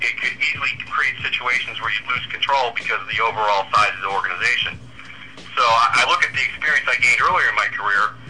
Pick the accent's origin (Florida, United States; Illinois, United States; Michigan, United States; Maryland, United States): Michigan, United States; Detroit; Yeah, it's tough because I grew up in Detroit, and it was. They're kind of the same way.